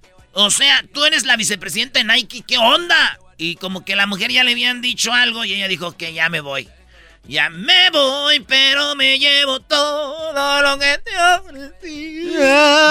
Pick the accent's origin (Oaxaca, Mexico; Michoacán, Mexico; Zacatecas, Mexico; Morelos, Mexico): Michoacán, Mexico; Mi pueblo está a 2 horas de Guadalajara